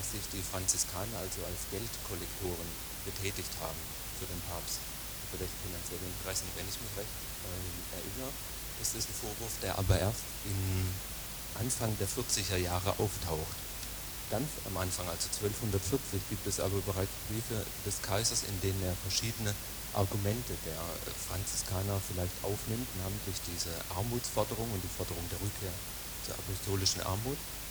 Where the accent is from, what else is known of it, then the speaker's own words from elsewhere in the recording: Tübingen, Baden-Württemberg, Germany; ich komme aus Tübingen.